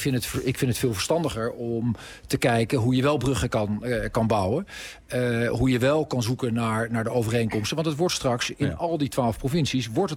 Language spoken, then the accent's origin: Dutch; Zeist, Utrecht, Netherlands; Ik ben in Zeist opgegroeid